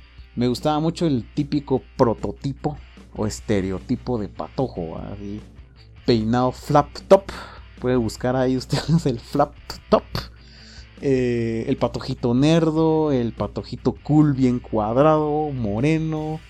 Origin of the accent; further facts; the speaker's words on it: Quetzaltenango, Guatemala; De repente me están oyendo y dirán qué chistoso hablas de cuates, de qué país era, ¿va? Soy de Xela, por cierto.